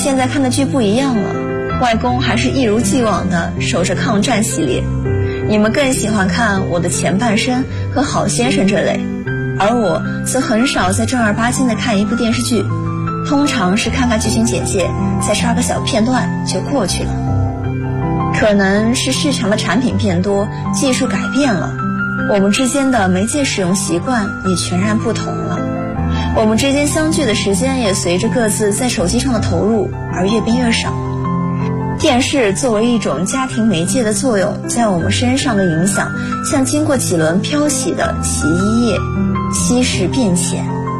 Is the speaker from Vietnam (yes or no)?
no; Jiangsu, China; 大家好，我是来自江苏的